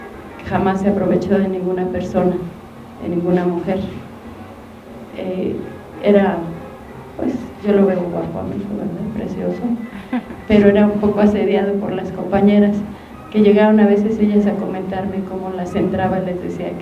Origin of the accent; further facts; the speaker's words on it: Xochimilco, Mexico City, Mexico; Yo soy de Xochimilco. Cuando yo era chica vivía en Xochimilco y era una zona rural.